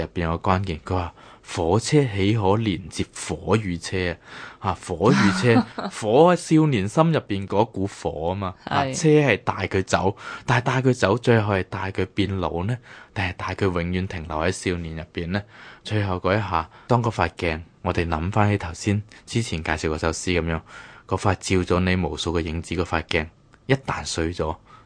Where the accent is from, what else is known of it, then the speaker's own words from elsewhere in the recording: Hong Kong; 咁我哋香港人就会比较理解